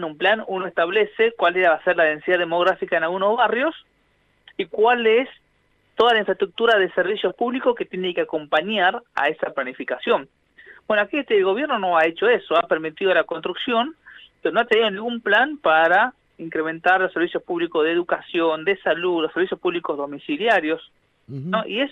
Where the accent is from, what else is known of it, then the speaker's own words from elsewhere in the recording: Buenos Aires, Argentina; tenemos como cuestiones importantes que debatir como comunidad porteña